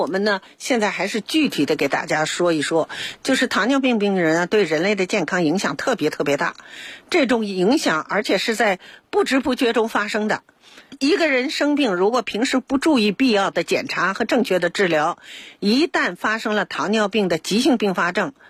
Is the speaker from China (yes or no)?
yes; China